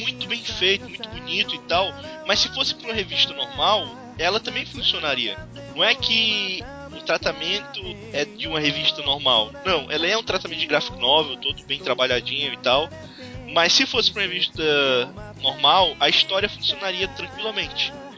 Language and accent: Portuguese; Northeast Region, Brazil; É porque eu sou nordestino, cara, então.